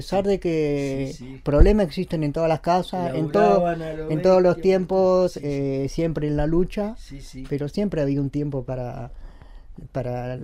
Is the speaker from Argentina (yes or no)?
yes; El Bolsón, Río Negro, Argentina; born there; Yo nací acá, bueno, en Bolsón. Tuve el privilegio, digamos, ¿no?, de haber nacido acá.